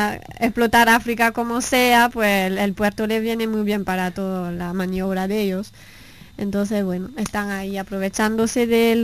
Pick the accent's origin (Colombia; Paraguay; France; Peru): France; now in Spain; porque yo soy francesa, pero vivo aquí